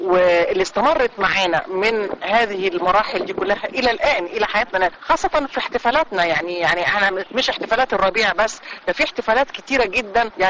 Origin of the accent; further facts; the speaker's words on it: Egypt; يعني احنا مصري طول عمره محب للحياه،